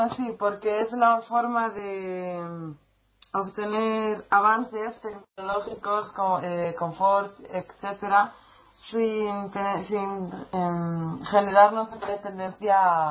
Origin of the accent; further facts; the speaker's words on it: United States; yo ya estoy, soy de USA